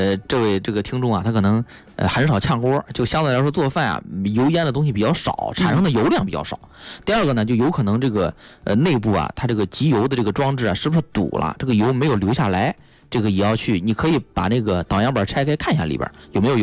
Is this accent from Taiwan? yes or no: no; China